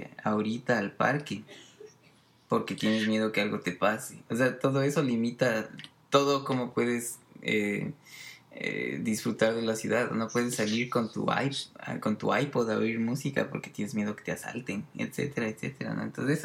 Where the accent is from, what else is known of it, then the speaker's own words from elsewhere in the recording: Quito, Pichincha, Ecuador; obviamente yo soy de Quito y que ahí tengo mi familia y mis amigos